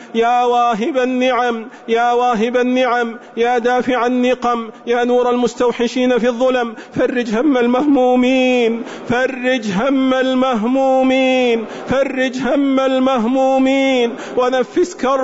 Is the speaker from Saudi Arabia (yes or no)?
yes; Saudi Arabia; اللهم احفظ بلادنا المملكة العربية السعودية